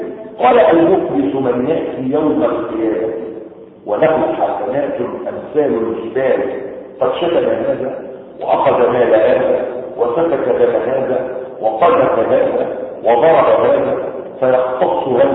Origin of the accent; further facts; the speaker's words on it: Egypt; زي ما العوام عندنا في مصر يقولون